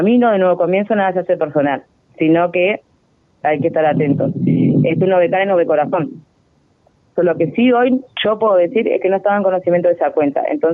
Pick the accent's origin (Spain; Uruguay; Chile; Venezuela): Uruguay; yo soy ciudadana uruguaya. A mí el Estado me tiene que responder.